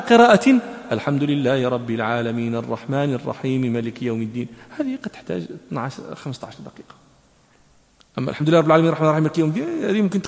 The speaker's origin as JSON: {"language": "Arabic", "country": "Morocco", "said": "ونحن عندنا في المغرب وكذا"}